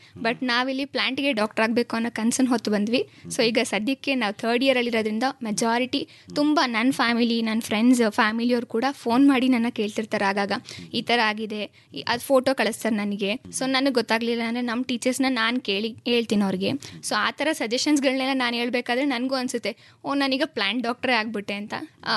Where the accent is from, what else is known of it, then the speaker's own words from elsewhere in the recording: Konalli, Karnataka, India; Sir, ನಾನು ಮೂಲತಃ ಮಂಡ್ಯದವಳೆ.